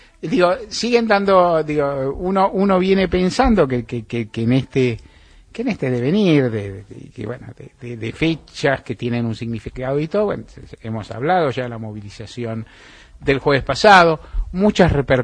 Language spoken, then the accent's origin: Spanish; Argentina; todos somos argentinos